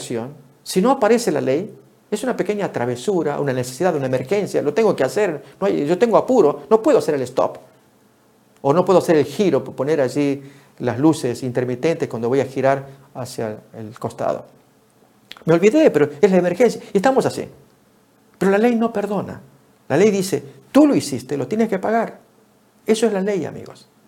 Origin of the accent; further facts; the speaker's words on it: Tucumán, Argentina; cuando fui niño, un tiempo viví frente o contra las paredes de la cárcel allá de mi pueblo, en Argentina.